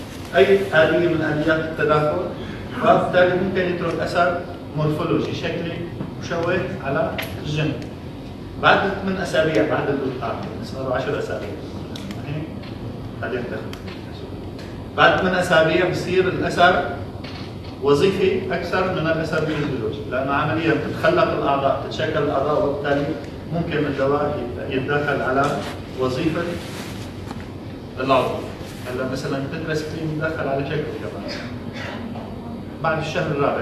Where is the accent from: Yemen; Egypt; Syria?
Syria; الحشيش عندنا بسوريا ما هو مشرع